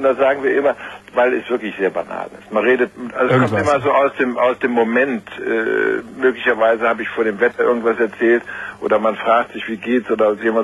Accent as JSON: {"language": "German", "town": "Heidelberg", "region": "Baden-Württemberg", "country": "Germany", "tie": "born or raised there", "also_born_or_lived": "Tokyo, Japan / France / United States", "said": "Ich bin in Tokio geboren, habe die ersten 4 Jahre in Japan verbracht. Dann bin ich eine Zeit lang in Heidelberg in die Schule gegangen, dann in Frankreich, dann wieder in Deutschland studiert. Dann habe ich in Amerika ein Jahr studiert."}